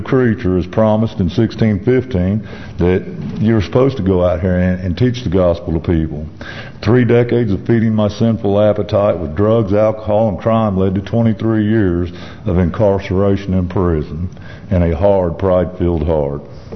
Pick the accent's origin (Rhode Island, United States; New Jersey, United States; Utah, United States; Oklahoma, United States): Oklahoma, United States; Tulsa; As he said … I'm from Tulsa, Oklahoma, and here to give my testimony.